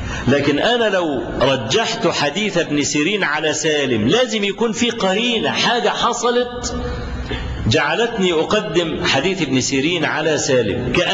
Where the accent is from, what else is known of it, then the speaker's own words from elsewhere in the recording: Egypt; فلو افترضنا مثلا رجلا مصريا، وأنا مصري